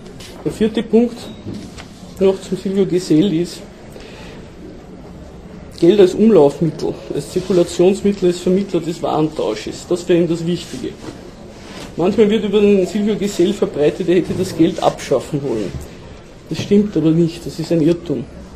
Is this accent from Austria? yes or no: yes; Austria; aber bei uns in Österreich war das das sogenannte Freigeld oder Notgeld von Wörgl.